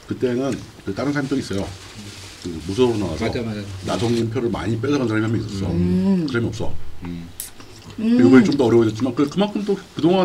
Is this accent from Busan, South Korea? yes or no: yes; Busan, South Korea; 제 고향도 부산이고 부산에서 고등학교를 나왔어.